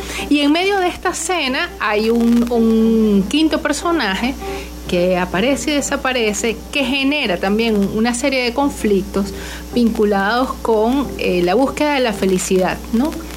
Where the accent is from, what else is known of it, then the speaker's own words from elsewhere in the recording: Venezuela; nos toca a nosotros como venezolanos muy, muy de cerca, porque ahora somos nosotros migrantes